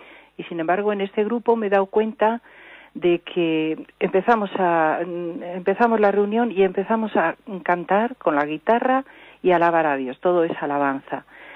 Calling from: Madrid, Community of Madrid, Spain; De Madrid.

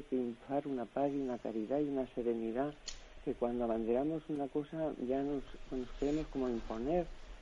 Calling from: Valencia, Valencian Community, Spain; de Valencia.

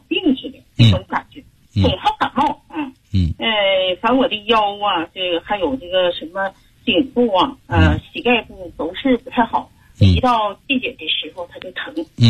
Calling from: Heilongjiang, China; 就是天一冷，我们黑龙江这边呢，气候一变化

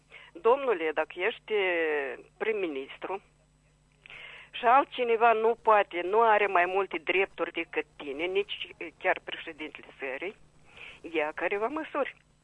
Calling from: Chișinău, Moldova; din Chișinău.

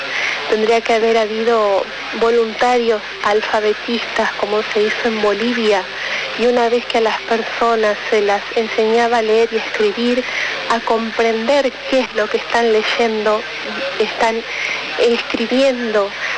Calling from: Almagro, Buenos Aires, Argentina; soy de Almagro.

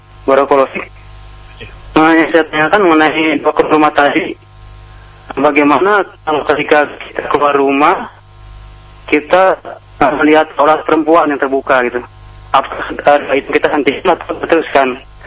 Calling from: Jakarta, Indonesia; Saya dari Abu Ulfan di Jakarta.

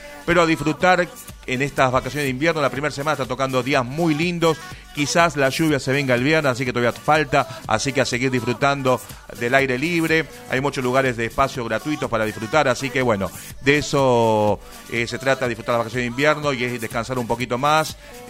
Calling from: Wilde, Buenos Aires Province, Argentina; Hola Sergio … de Wilde y estoy de vacaciones escuchándolos en familia.

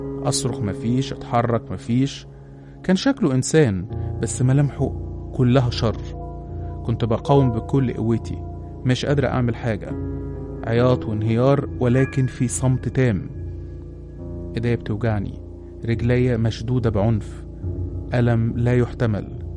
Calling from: Alexandria, Alexandria Governorate, Egypt; من سكان اسكندرية.

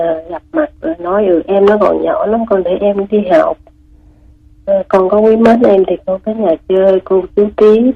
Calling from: Ho Chi Minh City, Vietnam; Chị gọi từ quận 12.

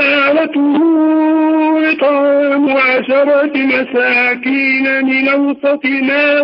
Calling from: Tunisia

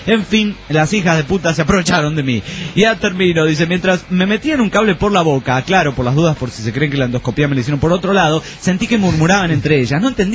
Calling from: Costa Rica; de Costa Rica.

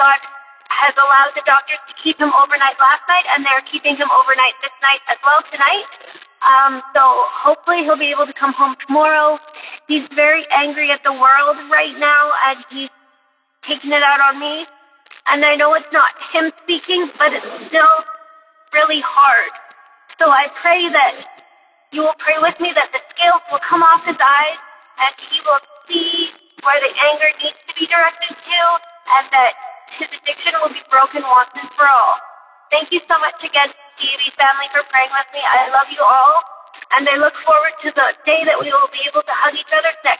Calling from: Mission, British Columbia, Canada; I'm calling from Mission Brothers Columbia, Canada.

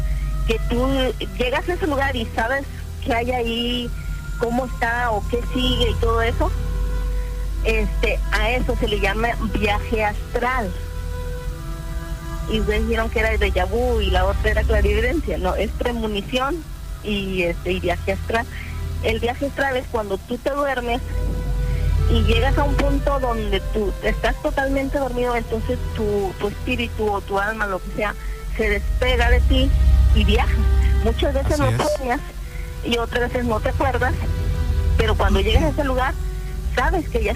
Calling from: Ciudad Acuña, Coahuila, Mexico; hablo aquí de la colonia Cedros, de aquí de Ciudad Acuña.

